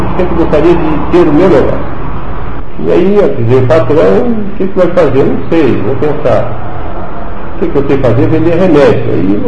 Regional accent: Pouso Alto, Santa Catarina, Brazil; born there; Eu nasci ali em Pouso Alto, entre Gravatá e Tubarão. Na época era município de Tubarão.

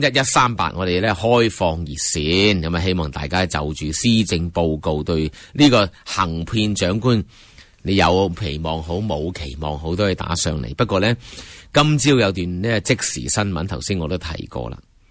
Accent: Hong Kong; 我哋香港人天桥边都系咁住啦

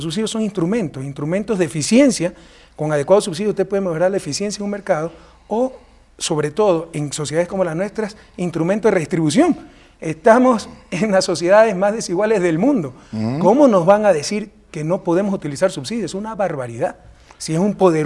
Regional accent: Guayaquil, Guayas, Ecuador; soy de Guayaquil.

